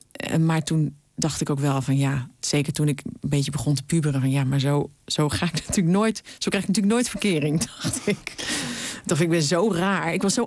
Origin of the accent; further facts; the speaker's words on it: Utrecht, Netherlands; waar ik vandaan kom, is nu weer paardenmarkt. Althans in Vianen dan, weet je wel, in het stadje wat grenst aan het dorp.